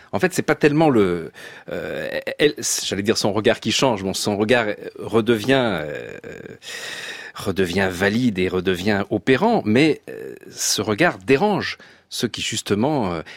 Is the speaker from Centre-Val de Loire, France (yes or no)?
no; Nice, Provence-Alpes-Côte d'Azur, France; born there; Oui, moi, je suis né à Nice. Hein. Je suis belge adoptif, mais non fiscal.